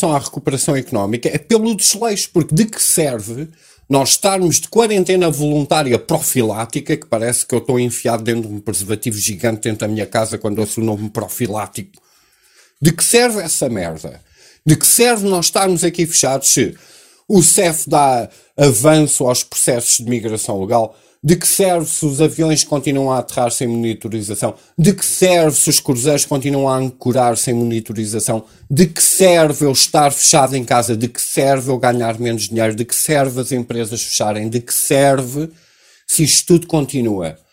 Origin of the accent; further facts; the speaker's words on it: Portugal; eu sou português